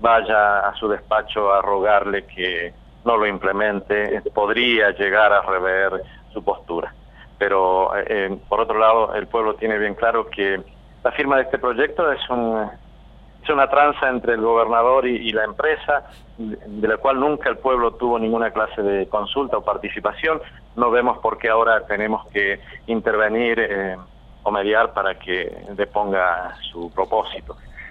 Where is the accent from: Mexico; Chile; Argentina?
Argentina; Villa Cura Brochero, Córdoba; 50 años, soy oriundo de Villa Cura Brochero, provincia de Córdoba.